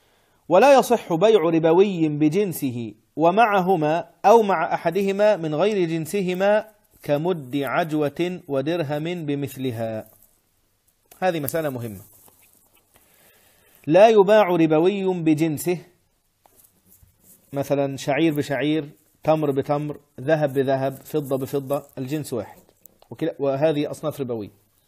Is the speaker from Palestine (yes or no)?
no; Egypt; الزلابية اللي هي معروفة عندنا في مصر بزلابية، ومعروفة عندنا بلقمة القاضي، ومعروفة هنا بلقيمات